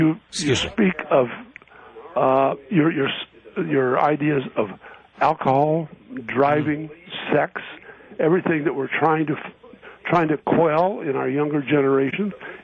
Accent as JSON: {"language": "English", "region": "South Dakota", "country": "United States", "tie": "born there", "said": "I'm 79 years old. I was born in 1919 in South Dakota."}